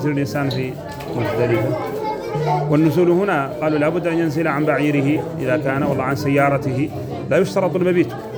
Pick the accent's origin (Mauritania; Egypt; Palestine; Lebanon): Mauritania; هو لمن ونحن موريتاني